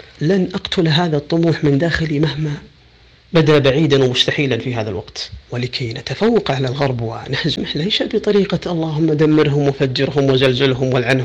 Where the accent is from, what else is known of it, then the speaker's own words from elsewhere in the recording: Saudi Arabia; بصفتي مواطن سعودي عربي مسلم